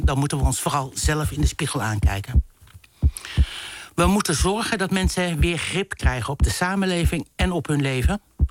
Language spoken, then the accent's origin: Dutch; De Meern, Utrecht, Netherlands; born there; ik ben geboren in De Meren. Dat zegt misschien niet heel veel mensen wat, maar dit was een klein dorp bij Utrecht. Maar we woonden ook nog buiten het dorp, midden in de polder.